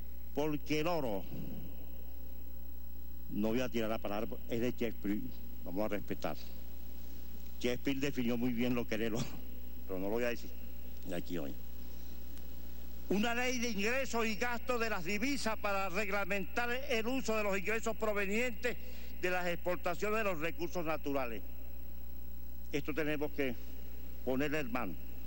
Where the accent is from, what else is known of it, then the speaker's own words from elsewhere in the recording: Venezuela; vengo de Venezuela